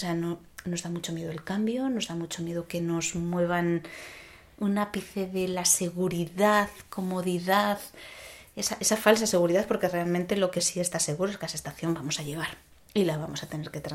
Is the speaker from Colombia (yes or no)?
no; Castile, Spain; Yo vengo de un pueblo de Castilla donde se velaban los cuerpos en casa y se amortajaban en casa y el cuerpo no se iba hasta que no se enterraba.